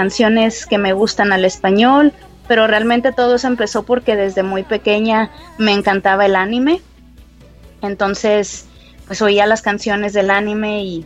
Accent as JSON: {"language": "Spanish", "region": "Mexico City", "country": "Mexico", "tie": "born there", "lives_now": "Monterrey, Mexico", "said": "yo nací en la Ciudad de México, pero ya llevo muchísimos años viviendo en Monterrey, Nuevo León, así que desde ahí les estoy hablando, desde la ciudad de la carne asada."}